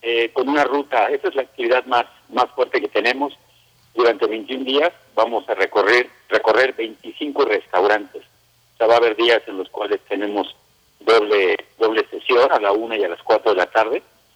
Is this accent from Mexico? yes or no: yes; State of Mexico, Mexico; se preguntaban de en qué parte estábamos, que si éramos Puebla, y les decíamos no, somos de México.